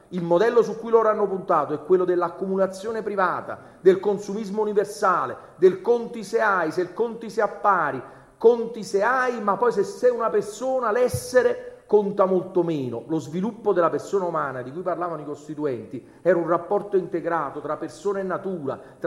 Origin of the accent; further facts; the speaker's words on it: Naples, Campania, Italy; E allora lo dico per andare a chiudere da napoletano.